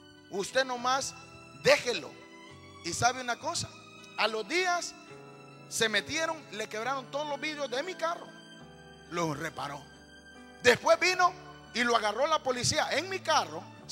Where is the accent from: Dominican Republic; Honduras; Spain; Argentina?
Honduras; Humanamente, como buen catracho, me enojé y dije: ay, condenado, dije.